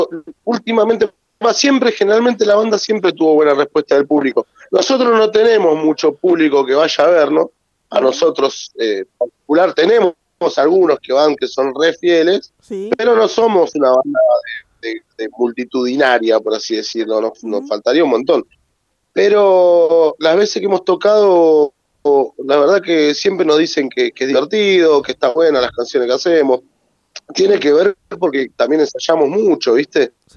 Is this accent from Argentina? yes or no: yes; La Matanza, Buenos Aires Province, Argentina; Acá, por ejemplo, yo soy de La Matanza.